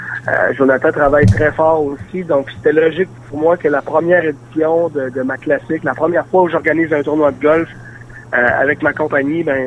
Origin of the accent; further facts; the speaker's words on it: Saint-Félicien, Quebec, Canada; c'est le club de golf de ma région natale. Je vais quasiment dire ma ville natale. Je suis natif de Saint-Félicien, donc Saint-Prime, évidemment. C'est le club de golf où j'ai grandi, où j'ai appris à jouer au golf.